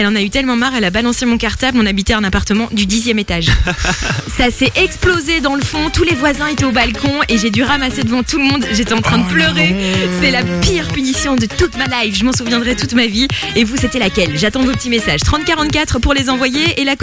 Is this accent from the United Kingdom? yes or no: yes; United Kingdom; accent: English; French is a second language; Et c'est pas très très gentil de se moquer de mon accent anglais.